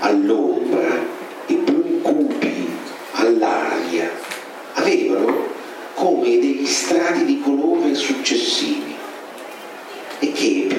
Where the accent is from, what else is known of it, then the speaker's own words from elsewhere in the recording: Rome, Lazio, Italy; noi siamo di Roma, quindi sapete cos'è l'ammazza caffè?